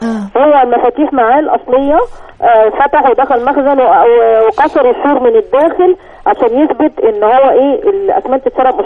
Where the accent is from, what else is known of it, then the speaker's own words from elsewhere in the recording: Giza, Giza Governorate, Egypt; من الجيزة.